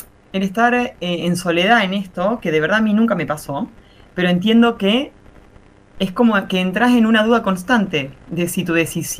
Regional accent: Marcos Juárez, Córdoba, Argentina; en este preciso momento estoy en Marcos Juárez, Córdoba. Bueno, en Argentina, en la provincia de Córdoba, en un pueblo que es mi pueblo natal.

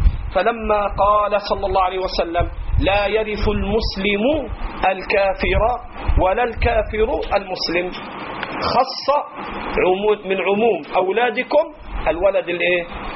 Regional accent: Egypt; accent: Egyptian; أترخم عليك على لهجتنا في مصر

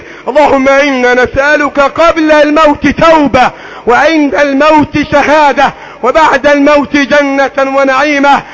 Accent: Egypt; اللهم احفظ بلدنا مصر

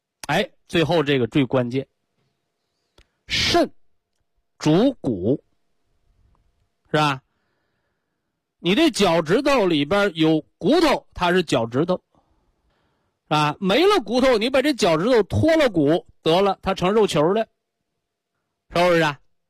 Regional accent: China; 我们中国人常说的骨气，骨气，就说明这个人肾气足。

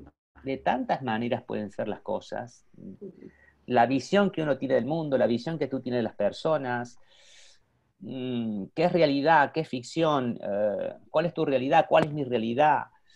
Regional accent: Córdoba, Argentina; now in Madrid, Spain; yo ya vivía en Madrid porque yo emigré, bueno, no dije soy argentino, cordobés, pero emigré a Madrid, vivo desde el año 85, yo estoy viviendo en Madrid

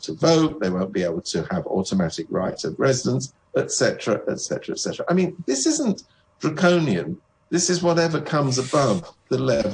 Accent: United Kingdom; now in Hong Kong; I come from Britain where they don't have that particular rule.

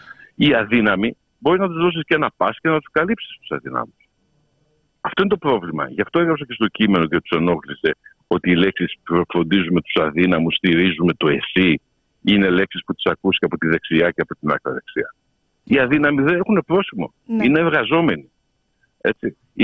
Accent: France; Greek is a second language; Και θα μιλήσω ως Γάλλος πολίτης. Στη Γαλλία έχουμε την αντίληψη της Ρεπουμπλίκ.

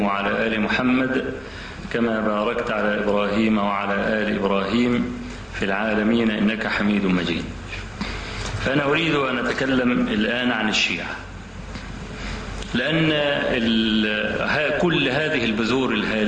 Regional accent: Egypt; ده شغلته ايه هنا عندنا في مصر؟

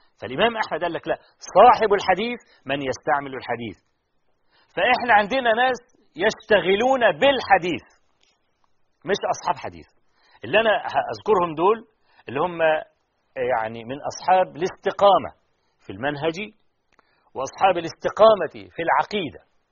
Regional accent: Egypt; طبعا الشيخ أحمد شاكر احنا نفخر أنه من مصر رحمة الله عليه.

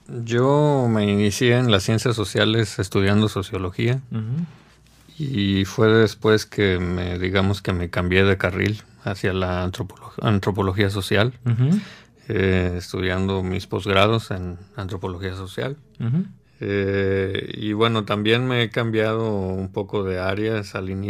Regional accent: Tampico, Tamaulipas, Mexico; moved away as an adult; now in Monterrey, Mexico; yo soy originario de Tampico, pero aquí en Monterrey tenía una familia con la cual alojarme para estudiar. Además, en Tampico no existe todavía esa carrera.

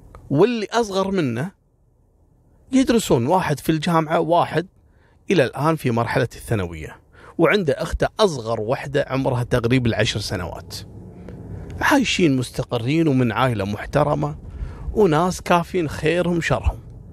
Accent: Kuwait; أشهر وأغرب الحوادث اللي حصلت عندنا في الكويت

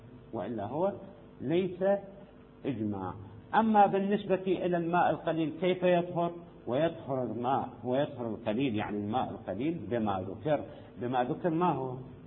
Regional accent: Syria; هنا عندنا في سوريا الآبار

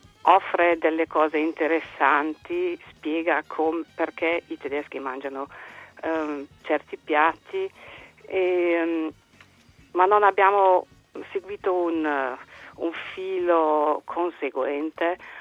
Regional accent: Germany; born there; Italian is a second language; also born or lived in Brescia, Italy; io sono nata in Germania, parte della mia infanzia l'ho passata in Italia, ho fatto la prima elementare a Brescia, poi ritornata in Germania con i miei genitori, cresciuta a Colonia

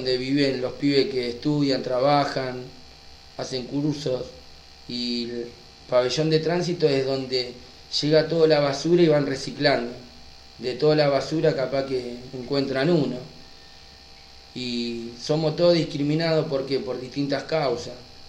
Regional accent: Moreno, Buenos Aires Province, Argentina; le paso a contar, soy de Buenos Aires, de partido de Moreno, tengo 36 años y llevo detenido 11 años.

